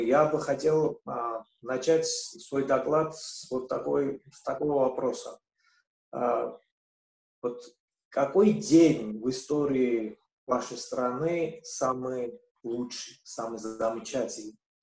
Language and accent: Russian; Georgia; Russian is a second language; хочу посвятить свой доклад тому, почему грузины и русские друг друга мы не понимаем.